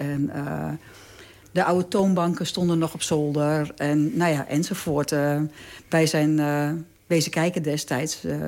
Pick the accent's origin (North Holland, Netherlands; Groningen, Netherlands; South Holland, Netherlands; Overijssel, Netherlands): Groningen, Netherlands; Bedum; now in Delfzijl, Netherlands; ik ben daar weer terug gaan wonen in 2007. Ik ben geboren in Delfzijl. Vertrokken toen ik een klein meisje was naar Bedum. Ook hier in de regio. En toen ik mijn man leerde kennen en wij ons wilden settelen, zijn we weer teruggegaan naar Delfzijl.